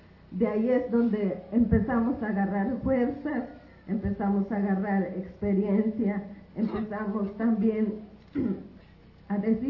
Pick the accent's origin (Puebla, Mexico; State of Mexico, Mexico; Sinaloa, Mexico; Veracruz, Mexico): Veracruz, Mexico; Un saludo desde mi pueblo Popoluca, allá en el sur de Veracruz.